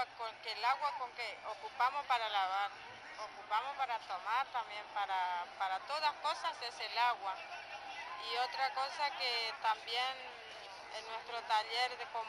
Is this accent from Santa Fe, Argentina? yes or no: no; General San Martín, Chaco, Argentina; Nosotros somos de General San Martín